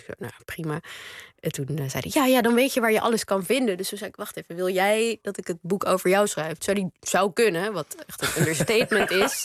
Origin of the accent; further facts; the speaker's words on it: Netherlands; En dat is omdat ik uiteindelijk gewoon wel Nederlands ben. Ik voel me een Nederlander, Joodse Nederlander.